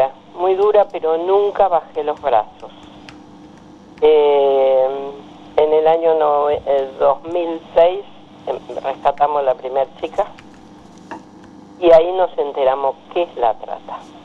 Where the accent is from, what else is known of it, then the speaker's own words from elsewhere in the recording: Misiones, Argentina; vengo de la selva de Misiones, que casi me come una anaconda de 10 metros cuando tenía 8 años